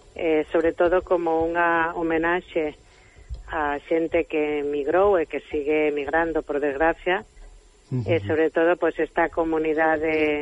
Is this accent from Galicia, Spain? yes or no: no; Catalonia, Spain; Eu criei-me aquí en Cataluña desde os 2 anos.